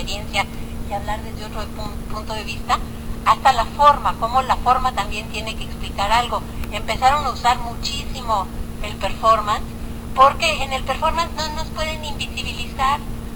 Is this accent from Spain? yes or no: no; Mexico City, Mexico; Yo que soy niña popis del Pedregal